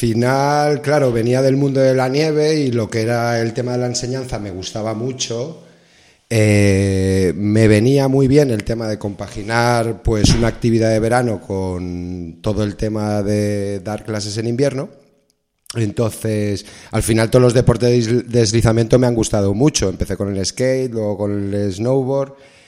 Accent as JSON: {"language": "Spanish", "country": "Spain", "said": "soy español, pero lo tengo un poco dividido casi ya, ¿eh? Entre España y Costa Rica me siento un poco tico."}